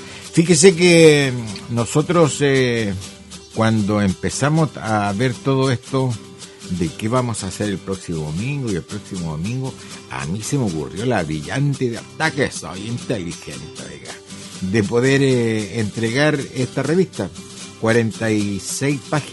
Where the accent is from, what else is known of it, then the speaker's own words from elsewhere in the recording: Lirquén, Biobío, Chile; nosotros, los que somos de Lirquén, los que somos de Penco y todas las localidades que yo le he dicho, estamos en contra.